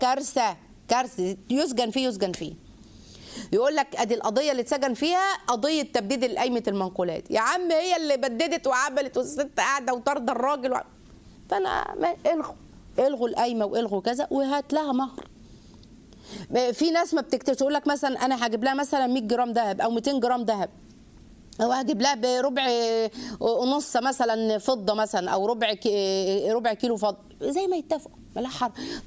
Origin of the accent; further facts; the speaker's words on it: Egypt; عندنا في مصر يجي يقول لك ايه